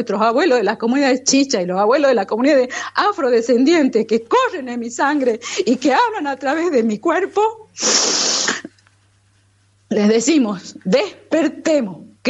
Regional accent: Argentina; now in Bolivia; Y lo digo como nacionalizada boliviana, porque estoy muy orgullosa de ser boliviana, además de ser argentina.

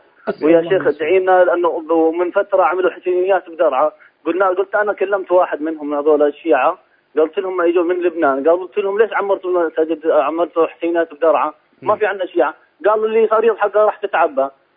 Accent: Daraa, Daraa Governorate, Syria; moved away; أنا حاليا برا درعا، كنت بدرعا وخرجت برا درعا وقت الأحداث

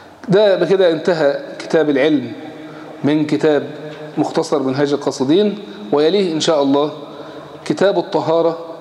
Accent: Egypt; اسهل حاجة عندنا في مصر يقول يا شيخ

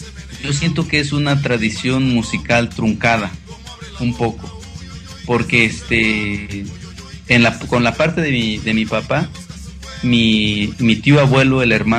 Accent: Guerrero, Mexico; Sí, yo soy originario de Guerrero. Mira, te cuento un poco sobre mi historia personal. Mi papá es de un pueblo que se llama Tototepec, municipio de Tlapa. Esa es meramente la región de la montaña. Los habitantes de esa población somos mixtecos, nasabis

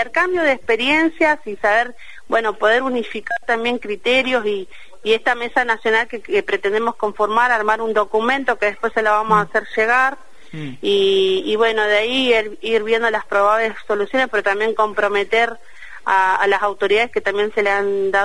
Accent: Ushuaia, Tierra del Fuego, Argentina; yo soy nacida y criada, se dice NIC, nacida y criada en Ushuaia, y esta problemática la vengo viendo de chica.

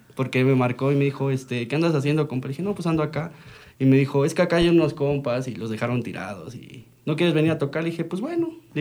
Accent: Ixtapaluca, State of Mexico, Mexico; now in Chalco, Mexico; Pero sí, casi me llevé muchos años allá en Ixtapaluca. Ya después me pasé a Chalco.

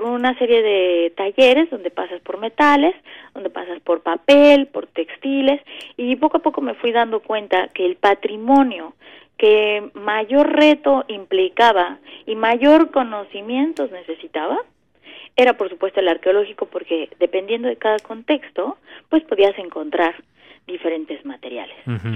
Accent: Mexico City, Mexico; Yo crecí en el Distrito Federal, uh-huh, por lo tanto tenía, por supuesto

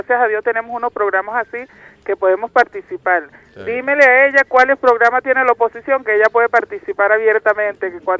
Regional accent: Venezuela; defender mi derecho como venezolana

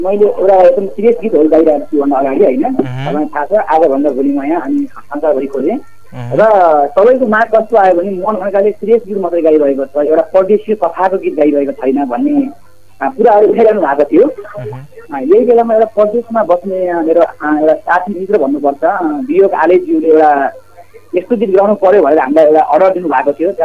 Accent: Rampur, Lumbini Province, Nepal; also born or lived in Kolkata, India; जन्म त मेरो इन्डियामा भएको तर कलकत्तामा है

